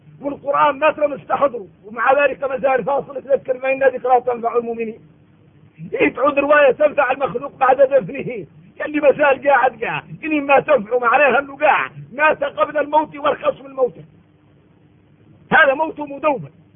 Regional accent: Mauritania; نحن من موريتانيا إلا خلقنا مسلمين

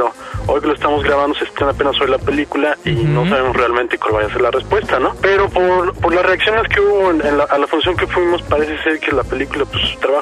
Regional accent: Mexico; afortunadamente no somos gringos, somos mexicanos.

